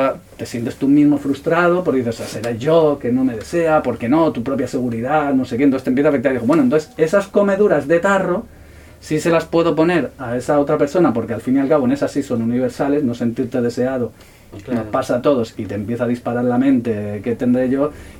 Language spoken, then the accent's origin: Spanish; Madrid, Community of Madrid, Spain; moved away; Yo soy de Madrid, me crié en Madrid, y salí de Madrid hace ya pues, más de 20 años